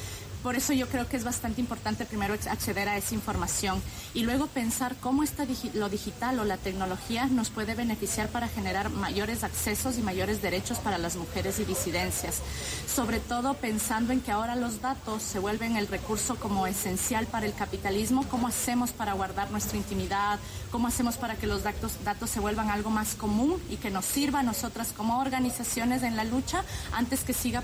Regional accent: Ecuador; Yo soy de Ecuador

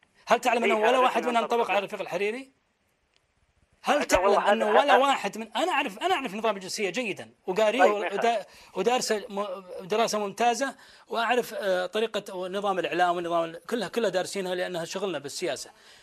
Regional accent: Saudi Arabia; ما في بلد في العالم تسمى باسم عائله الا ديرتنا

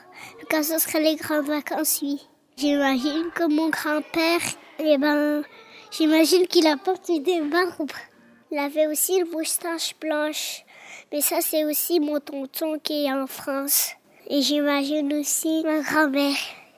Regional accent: Belgium; born there; Je suis née en Belgique.

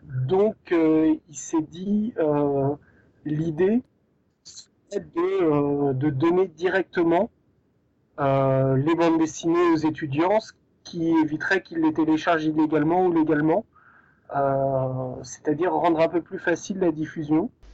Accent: Paris, Île-de-France, France; Nous, on est de Paris, donc naturellement, on a couvert l'Île-de-France, puisque c'est chez nous.

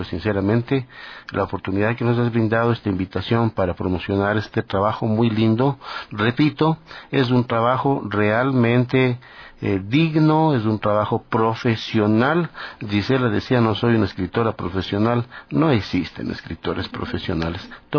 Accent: Ecuador; para que mi pueblo ecuatoriano tenga lo que yo siempre anhelé

